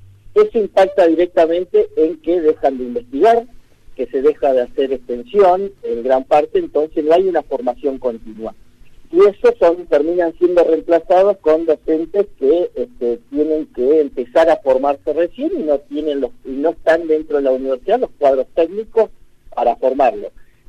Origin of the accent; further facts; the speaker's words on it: San Antonio Oeste, Río Negro, Argentina; Yo soy de San Antonio, que soy rionegrino